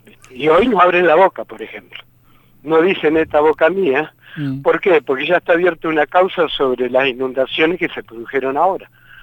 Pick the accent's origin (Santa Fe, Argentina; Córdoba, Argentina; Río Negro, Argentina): Santa Fe, Argentina; No entendíamos al principio, como cualquier santafesino.